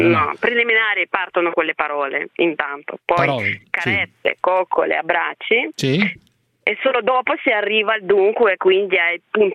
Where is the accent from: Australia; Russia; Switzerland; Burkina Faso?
Russia; Russa. Russa di così non esiste.